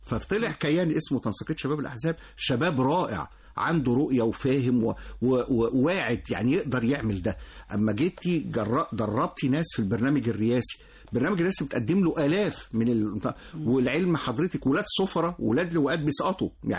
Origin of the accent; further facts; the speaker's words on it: Egypt; بس احنا طولنا قوي فيها كمصريين يعني.